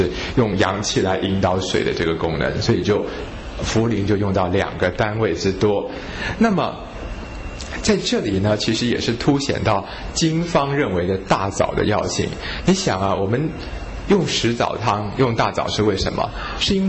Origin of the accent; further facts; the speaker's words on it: Hong Kong; 我们香港人呢俗话有一句叫做趁你需要你命啊